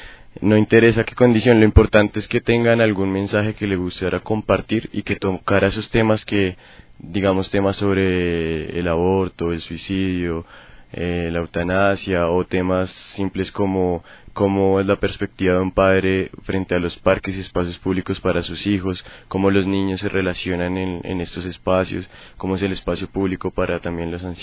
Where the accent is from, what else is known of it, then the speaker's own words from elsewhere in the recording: Bogotá, Colombia; yo vengo de Bogotá.